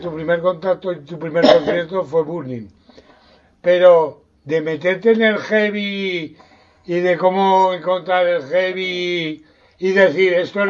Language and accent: Spanish; Zaragoza, Aragon, Spain; Si eso pasaba en Torrero cuando yo era chaval